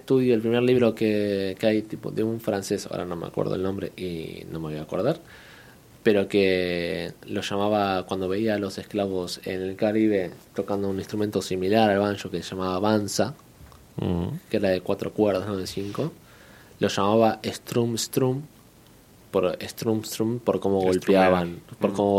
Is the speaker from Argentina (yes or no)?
yes; Argentina; now in Bilbao, Spain; siendo un argentino que vive en Bilbao